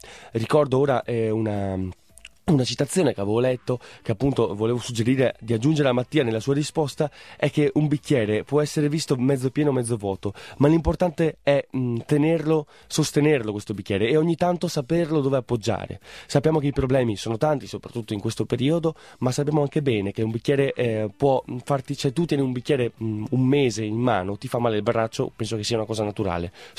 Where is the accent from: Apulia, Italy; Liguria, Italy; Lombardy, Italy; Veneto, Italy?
Veneto, Italy; San Biagio di Callalta; io sono originario dal paese di San Biagio di Callalta